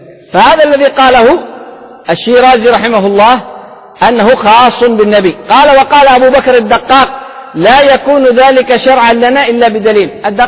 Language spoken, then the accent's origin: Arabic; Yemen; كما هذا هو عندنا في اليمن